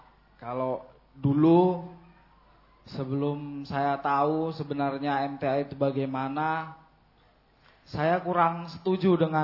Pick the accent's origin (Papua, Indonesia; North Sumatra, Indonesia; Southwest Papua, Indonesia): North Sumatra, Indonesia; Gunung Tua; now in Madiun, Indonesia; Saya dari Gunung Tua, Kecamatan Padang Lawas Utara, Kabupaten Tapanuli Selatan, Sumatera Utara.